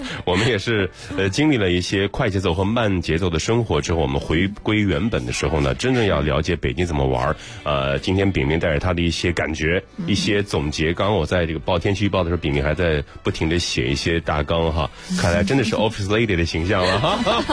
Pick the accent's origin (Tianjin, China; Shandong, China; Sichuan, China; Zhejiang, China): Shandong, China; 这里还有我的故乡，特别的骄傲。